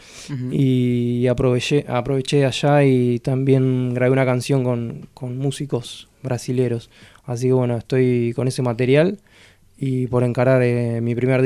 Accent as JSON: {"language": "Spanish", "town": "Azul", "region": "Buenos Aires Province", "country": "Argentina", "said": "soy de Azul, de La Llanura, me crié escuchando rock, y escuchando jazz, y bueno, y un poco de rock, un poco de folclore, un poco de jazz"}